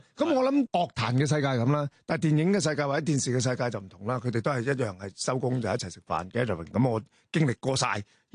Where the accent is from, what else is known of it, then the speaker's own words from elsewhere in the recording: Macau; 即係我16號就會喺澳門做，即係今次翻我家鄉就做一場